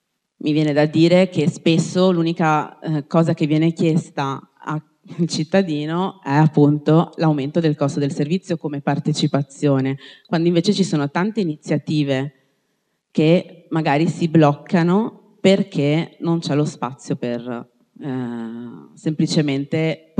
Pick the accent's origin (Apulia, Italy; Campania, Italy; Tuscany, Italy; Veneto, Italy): Veneto, Italy; Padua; io sono di Padova, nata a Padova, mi piace Padova